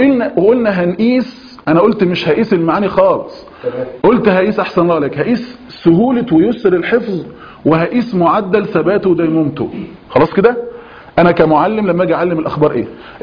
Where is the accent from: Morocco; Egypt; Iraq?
Egypt; واحنا عندنا في مصر بفضل الله عز وجل